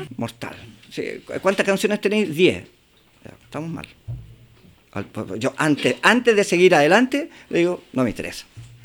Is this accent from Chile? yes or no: yes; Chile; el tema de producción musical aquí en Chile es tan complejo, porque como chilenos no estamos acostumbrados